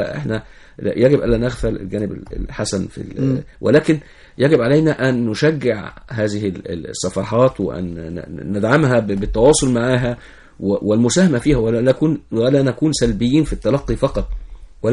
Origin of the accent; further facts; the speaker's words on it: Egypt; يعني احنا عندنا في مصر شيزوفرينيا الكترونية.